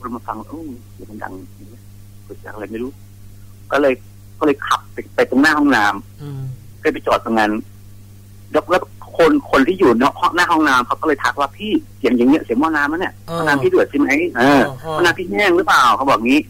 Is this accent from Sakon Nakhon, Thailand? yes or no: no; Khon Kaen, Thailand; คือเป็นคนขอนแก่นคร